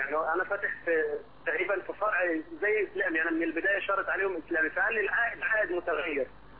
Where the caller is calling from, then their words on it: Saudi Arabia; أنا بكلمك من السعودية وفاتح حساب في مصر